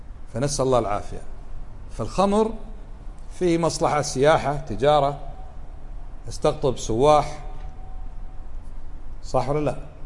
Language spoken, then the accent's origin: Arabic; Kuwait; اليوم بعض الناس يدعو إلى إباحة الخمور في بلدنا الكويت